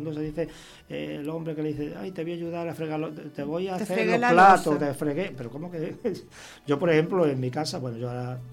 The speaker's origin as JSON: {"language": "Spanish", "region": "Extremadura", "country": "Spain", "said": "Bueno, en Extremadura, yo soy extremeño, es la fregona"}